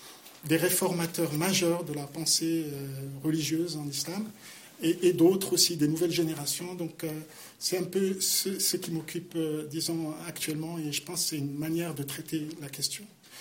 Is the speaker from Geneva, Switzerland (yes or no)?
yes; Geneva, Switzerland; also born or lived in Morocco; Moi, je suis un produit genevois, donc c'est vrai que... Mais je suis marocain et suisse, donc si vous voulez, j'ai toute ma vie vécu dans différents pays, notamment du monde arabe, mais j'ai toujours eu aussi ce lien avec la Genève